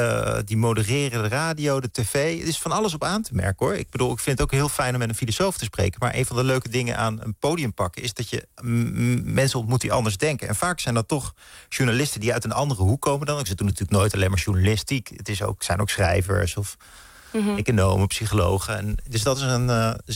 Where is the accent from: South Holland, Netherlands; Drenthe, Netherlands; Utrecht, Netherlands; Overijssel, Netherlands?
Utrecht, Netherlands; now in Amsterdam, Netherlands; Mijn familie wijst al naar de omgeving Amersfoort en Hilversum. En daar ging ik naar school. Toen ging ik studeren. Toen kom ik in Amsterdam. Daar woon ik nu in de buurt.